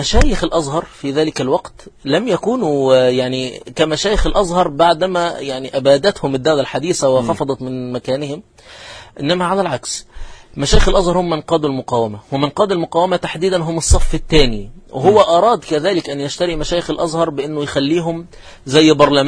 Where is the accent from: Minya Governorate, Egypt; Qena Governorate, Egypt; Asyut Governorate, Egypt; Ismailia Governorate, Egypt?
Qena Governorate, Egypt; أنا مثلا نشأت في محافظة قنا وأعرف أن العيد القومي 3 مارس